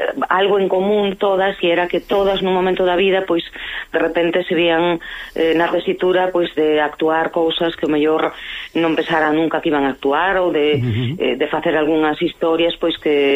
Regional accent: Lugo, Galicia, Spain; Eu son de Lugo e son dunha familia moi retranqueira

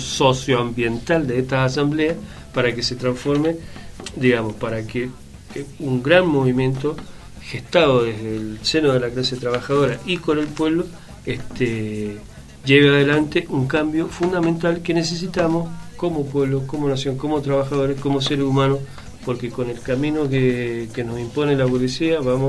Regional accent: Mendoza, Argentina; como mendocinos no queremos quedar alejados de esta propuesta nacional

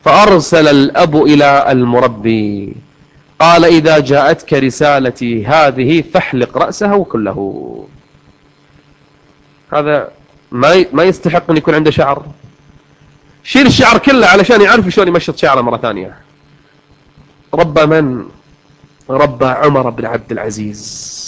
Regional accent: Kuwait; حنا عندنا في الكويت البوية البنت المسترجلة، كل واحد له لغته ولهجته

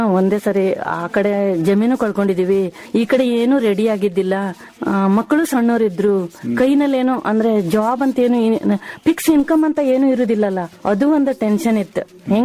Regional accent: Yellapur, Karnataka, India; ಆ ಕಡೆಯಿಂದ ಯಲ್ಲಾಪುರದಿಂದಾನೇ ನಾವು ಬಂದಿದ್ದು, ಕೊಡಸಳ್ಳಿ ಡ್ಯಾಮ್ ಪ್ರಾಜೆಕ್ಟ್ ಇಂದ ಬಂದಿದ್ದು ನಾವು ಇಲ್ಲಿ.

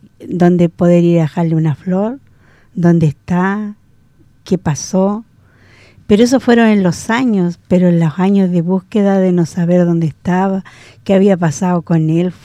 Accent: Arauco, Biobío, Chile; born there; después mi familia se cambió de ciudad. Y para que nadie se diera cuenta, y aún así, en Arauco, mi pueblo de nacencia, nunca se supo que yo tuve un hijo.

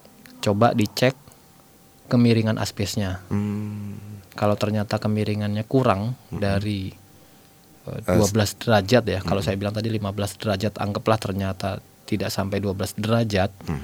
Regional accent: Java, Indonesia; Saya Jawa, tukangnya Sunda.

